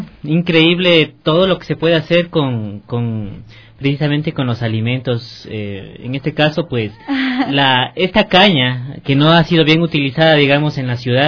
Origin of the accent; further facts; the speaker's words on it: Cayambe, Pichincha, Ecuador; born there; donde yo nací, en Cayambe, mi abuela tenía justamente vacas